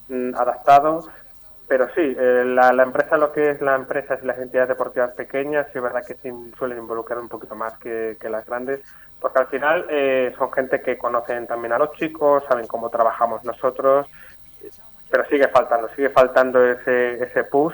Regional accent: Talavera de la Reina, Castilla-La Mancha, Spain; now in Toledo, Spain; Talaverano de pro, y yo vivo en Toledo, pero no soy toledano.

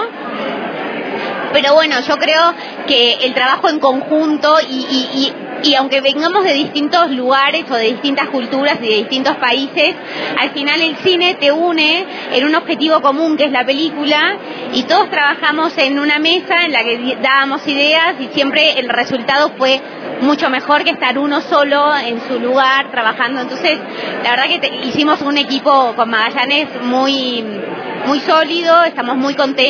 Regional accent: Argentina; soy productora argentina

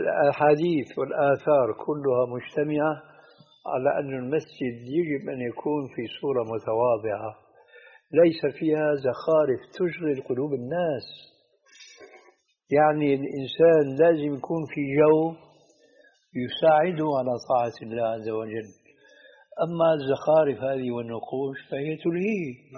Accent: Syria; هذه عندنا في الشام تسمى بالصاية

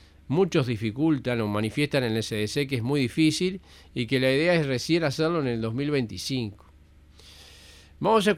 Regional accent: Colonia, Uruguay; also born or lived in Dolores; Pertenezco a esa zona. Es más, pertenezco a los dos departamentos. Soy de Colonia y soy de Soriano. Porque soy de Ombú de la Valle, pero como soy siete vecinos, tuve que nacer en Dolores, en Soriano, porque necesitaba incubadora

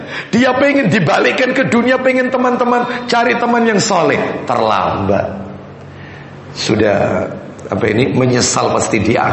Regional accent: Surabaya, East Java, Indonesia; also born or lived in Sepanjang; Saya asli Nyamplungan, Surabaya, Ampel iya. Tapi lama di Sepanjang. Jadi masih kecampur-kecampur ini ya.

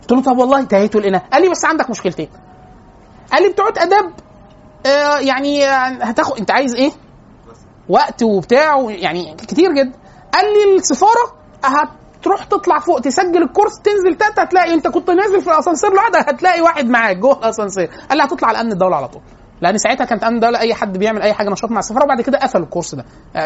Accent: Cairo, Cairo Governorate, Egypt; احنا انا وانت من القاهره القاهري يعرف حاجه اسمها قف

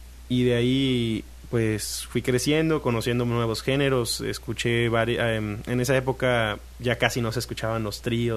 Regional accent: Tabasco, Mexico; also born or lived in Oaxaca

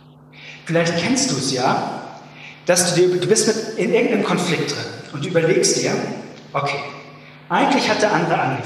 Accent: Hamburg, Germany; Und ich finde das irgendwie als Hamburger in einem völlig sonnenlosen November, ist das ein ziemlich attraktives Bild für mich.

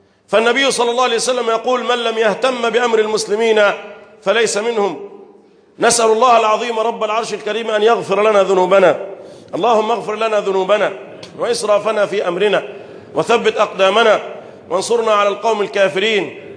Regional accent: Egypt; اللهم احفظ بلدنا مصر وسائر بلاد

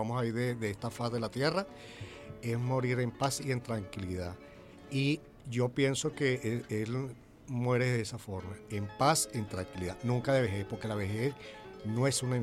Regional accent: Venezuela; en este caso nosotros como latinoamericanos, el amor que tenemos nosotros hacia nuestro país, hacia nuestra Venezuela

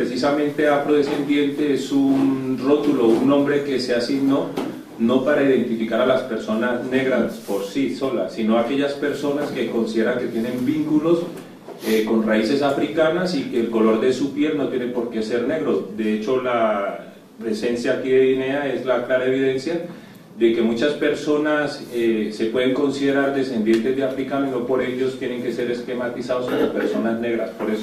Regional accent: Palmira, Valle del Cauca, Colombia; born there; En la ciudad de Palmira.

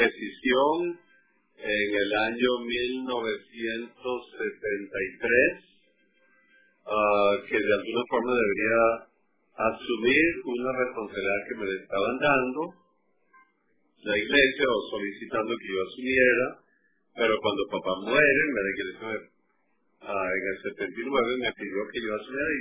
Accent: Barquisimeto, Lara, Venezuela; born there; No, yo nací en el municipio Irribarren de Barquisimeto.

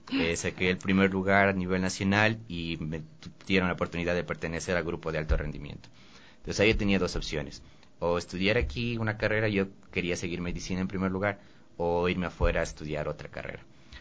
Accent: Quito, Pichincha, Ecuador; yo nací en Quito el 29 de noviembre. Siempre he vivido en Quito.

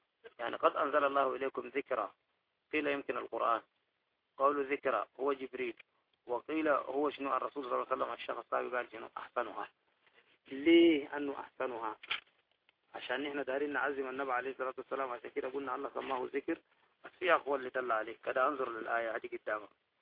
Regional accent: Sudan; حكاية هنا توقع عندنا في السودان وأظنها صحيحة

